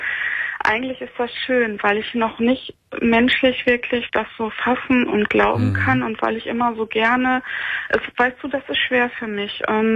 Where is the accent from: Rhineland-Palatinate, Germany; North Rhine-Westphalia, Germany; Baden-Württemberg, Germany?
North Rhine-Westphalia, Germany; moved away as an adult; now in Northern Germany; Ich bin dann also aus dem Ruhrgebiet weggezogen, bin nach Norddeutschland gezogen, 2008 war